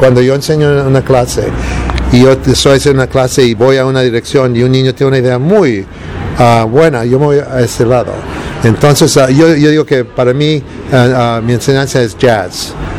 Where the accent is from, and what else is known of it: United States; born or raised there; also born or lived in Mexico